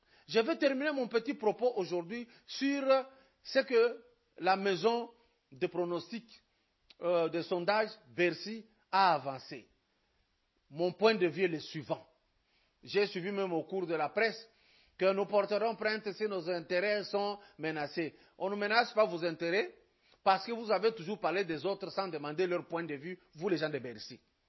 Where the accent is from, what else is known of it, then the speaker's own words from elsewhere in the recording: Lubumbashi, Haut-Katanga, DR Congo; Moi, je suis de Lubumbashi.